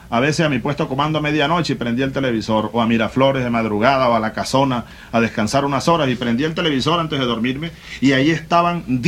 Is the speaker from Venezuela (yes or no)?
yes; Venezuela; como venezolano y comandante en jefe de la Fuerza Armada